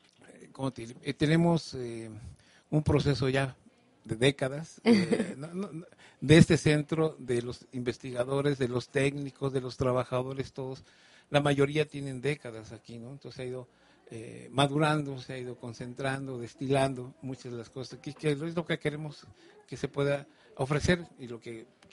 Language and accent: Spanish; Morelos, Mexico; Me siento bien privilegiado de haber venido a Morelos, es mi tierra, mi casa